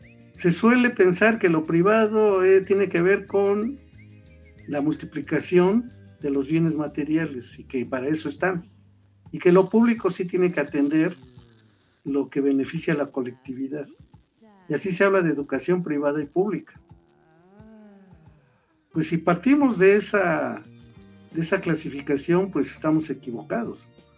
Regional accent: Mexico; somos los mexicanos

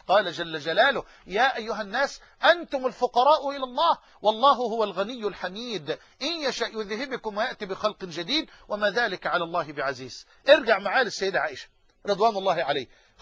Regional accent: Egypt; accent: Egyptian; بلهجتنا المصريين كمصريين الأيالة،

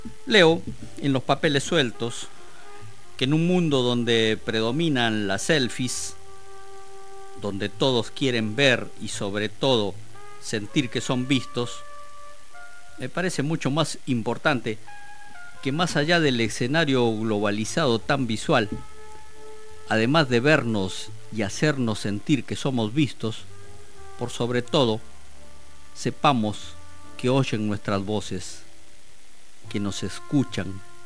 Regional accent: Peru; Como peruano, debo decir que me gusta la comida típica o de fusión.

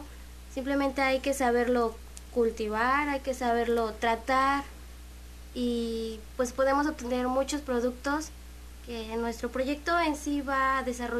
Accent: Juchique de Ferrer, Veracruz, Mexico; Soy de Juchique de Ferrer.

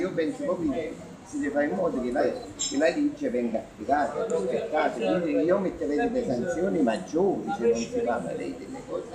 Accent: Terzigno, Campania, Italy; sono di Terzino, quindi la stessa problematica a Terzino ce l'abbiamo

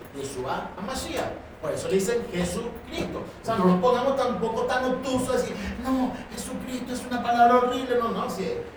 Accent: Venezuela; also born or lived in Chile; Vine para Venezuela. Pero yo nací en Chile, pero vine para Venezuela. Pero yo fui criado en Venezuela. ¿Qué soy yo? ¿Chileno o venezolano?

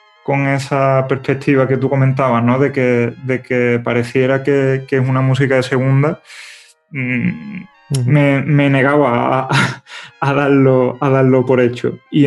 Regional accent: Seville, Andalusia, Spain; Porque yo al final soy de aquí, soy de Sevilla, me he criado con esa música

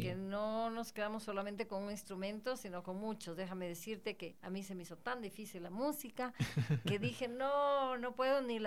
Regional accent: Ecuador; no deje lo nuestro, lo que nos identifica como ecuatorianos.

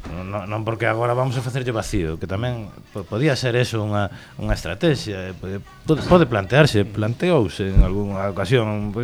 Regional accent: A Coruña, Galicia, Spain; born there; also born or lived in Ourense; escribo con total honestidade como ourensán que son. Inda que non, inda que sexa Coruña desde nacemento, bueno, xa estou convalidado.

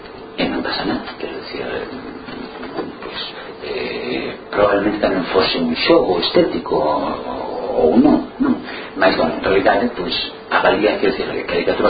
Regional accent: Galicia, Spain

